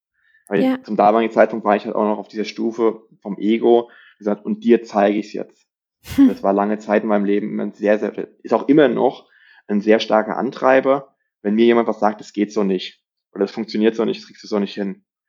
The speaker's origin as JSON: {"language": "German", "region": "Rhineland-Palatinate", "country": "Germany", "tie": "born or raised there", "said": "Ich bin ja in der Nähe Kaiserslautern aufgewachsen, in Rheinland-Pfalz."}